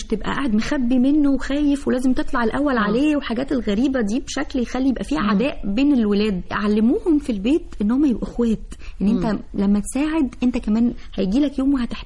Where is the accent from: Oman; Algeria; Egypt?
Egypt; وفي بعض الناس تقولك أصل إحنا كمصريين مش عارف إيه. يا جماعة إزاي إحنا كمصريين؟